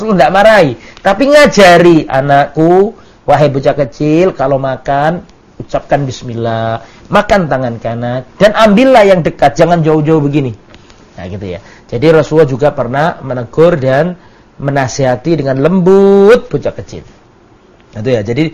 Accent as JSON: {"language": "Indonesian", "region": "Java", "country": "Indonesia", "said": "Termasuk saya ini orang Jawa, ya gampang pekewo."}